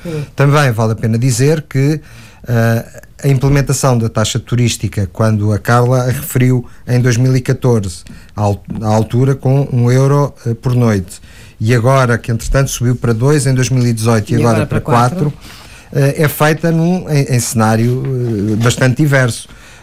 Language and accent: Portuguese; Lisbon, Portugal; prejudica também o nosso bem-estar enquanto lisboetas